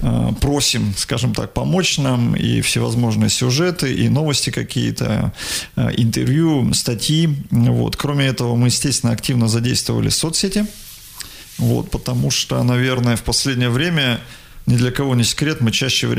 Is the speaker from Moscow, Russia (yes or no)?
no; Igarka, Krasnoyarsk Krai, Russia; Мой родной город, в котором я родился и вырос.